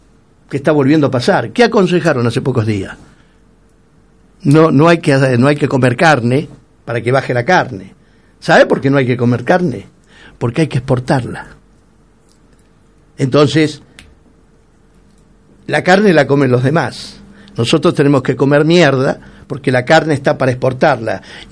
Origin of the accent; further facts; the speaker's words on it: Argentina; Yo no soy ni macrista ni kirchnerista, soy argentino.